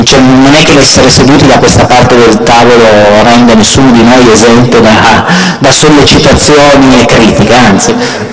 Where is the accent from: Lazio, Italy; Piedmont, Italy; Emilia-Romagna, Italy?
Piedmont, Italy; Turin; io sono di Torino